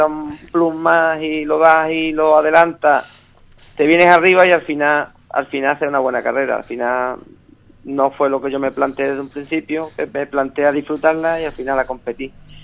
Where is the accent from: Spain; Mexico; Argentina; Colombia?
Spain; Andalusia; Nos resta como andaluz, pero, o sea, yo he quedado sexto de Andalucía